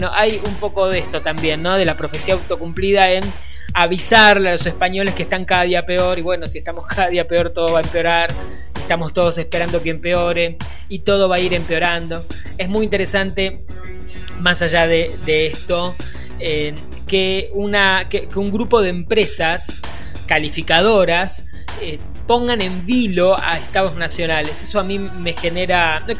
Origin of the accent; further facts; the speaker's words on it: Argentina; aquí en la Argentina diríamos, frente a esto, estas cosas nos pasan a nosotros que somos argentinos.